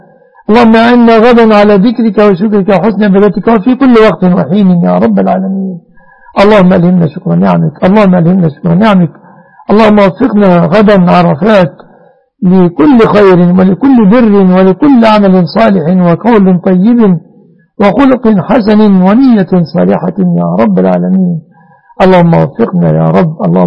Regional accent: Egypt; اللهم احفظ بلادنا مصر آمنة مطمئنة من كل مكروه وسوء

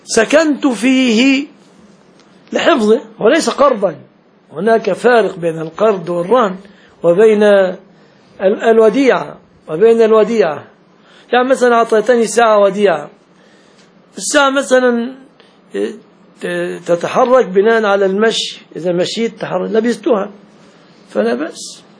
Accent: Egypt; عندنا في مصر يقول لك مثلا اذا صدمت واحد يقول لك قضاء وقدر

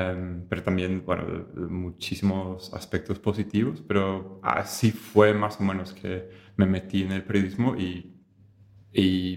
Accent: England, United Kingdom; Spanish is a second language; now in Asunción, Paraguay; soy de Inglaterra originalmente, pero vivo acá, en Asunción, Paraguay

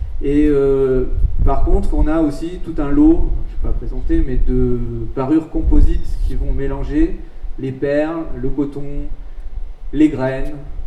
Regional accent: French Guiana; c'est pas toutes les groupes qu'on peut trouver chez nous en Guyane française

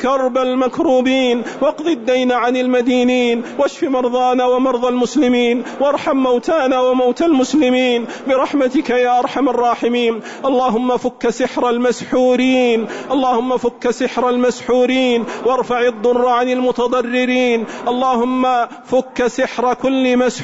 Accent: Saudi Arabia; اللهم احفظ بلادنا المملكة العربية السعودية

